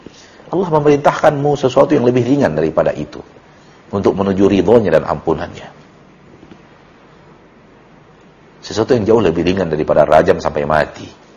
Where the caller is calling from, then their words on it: Bukittinggi, West Sumatra, Indonesia; Saya dari Bukit Tinggi